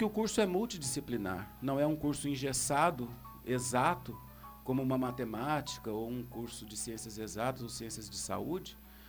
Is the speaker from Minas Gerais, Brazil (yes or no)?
yes; Uberaba, Minas Gerais, Brazil; moved away as an adult; now in Foz do Iguaçu, Brazil; Eu sou natural de Uberaba.